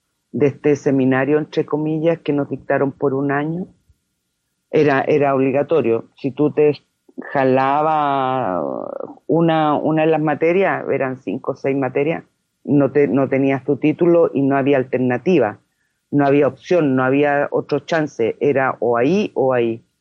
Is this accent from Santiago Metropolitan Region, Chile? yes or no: yes; Ñuñoa, Santiago Metropolitan Region, Chile; born there; nací en Ñuñoa, en el Hospital de Carabineros de Chile, un día 17 de mayo de 1962.